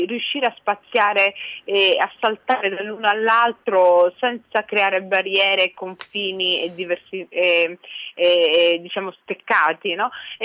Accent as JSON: {"language": "Italian", "town": "Rome", "region": "Lazio", "country": "Italy", "tie": "born there", "also_born_or_lived": "Somalia", "said": "io sono nata a Roma però ho vissuto anche lì, e ho vissuto con mia zia"}